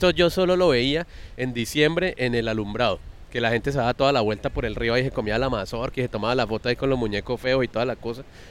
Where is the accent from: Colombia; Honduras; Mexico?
Colombia; Cali, Valle del Cauca; Pues como todo caleño caminaba por necesidad